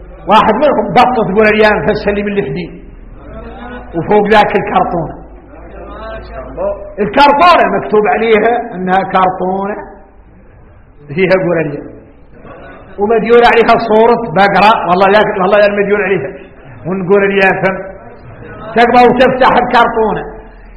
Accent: Mauritania; الرجال احنا موريتاني وارك ما ينقال لنا حكم

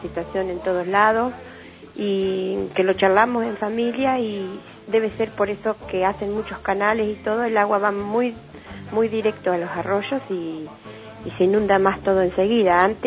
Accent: Rauch, Buenos Aires Province, Argentina; soy de Rauch

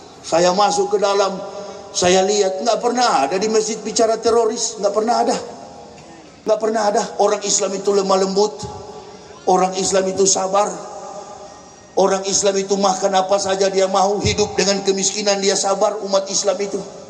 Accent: Manado, North Sulawesi, Indonesia; kami orang Manado ini

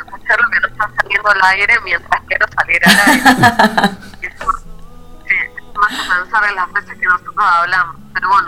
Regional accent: Chile; acá estamos, también somos chilenos, véanos, porque nosotros también queremos ser parte de este pueblo

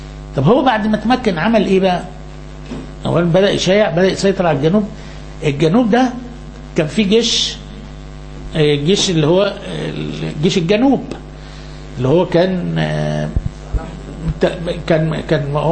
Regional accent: Upper Egypt, Egypt; احنا عندنا في الصعيد في جهل كتير منتشر.

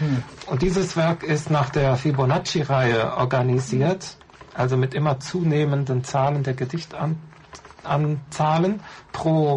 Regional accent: North Rhine-Westphalia, Germany; Ich komme aus dem Rheinland, so in dieser Gegend Eifel, Nordrhein-Westfalen

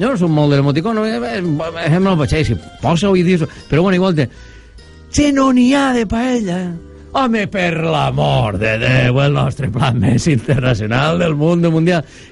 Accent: Valencian Community, Spain; la terra valenciana som molt del WhatsApp

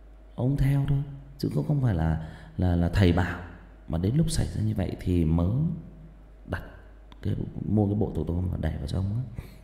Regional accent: Northern Vietnam, Vietnam; Mình sinh ra và lớn lên miền Bắc mà, mình thấy là họ ở miền Bắc khi mà người chết người ta khóc lóc rất là thảm thương, họ thuê người về khóc.

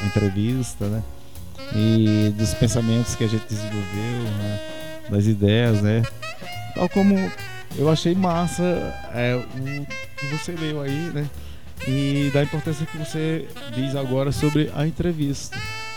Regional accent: Arcoverde, Pernambuco, Brazil; aí eu sou um professor de história e eu vim de Arco Verde.

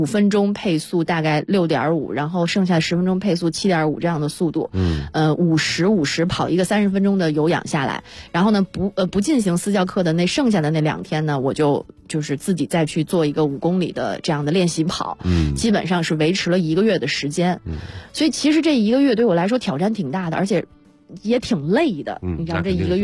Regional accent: Shijiazhuang, Hebei, China; 因为我是石家庄人，在那儿生活了20几年，我父母现在还住在石家庄

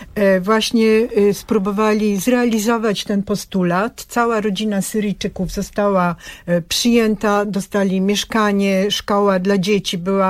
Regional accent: Bulgaria; Ja pochodzę z Bułgarii, co roku ja tam jeżdżę.

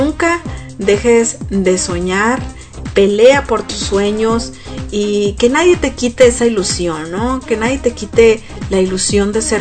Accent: Mexico; Y digo mexicano porque yo soy mexicana

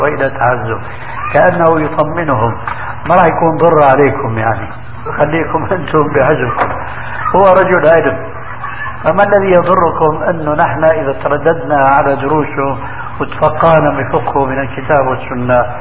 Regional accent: Syria; كما يقولون عندنا في سوريا في الجماعة من عظم الرقبة

